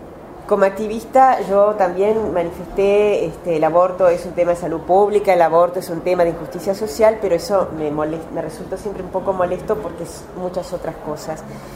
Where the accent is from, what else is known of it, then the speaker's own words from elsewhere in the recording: Uruguay; Yo soy uruguaya, soy antropóloga y soy feminista